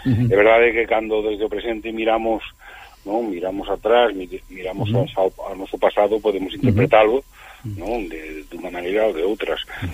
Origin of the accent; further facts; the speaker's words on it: Galicia, Spain; igual que somos galegos, podemos ser españoles, podemos ser europeos, non pasa nada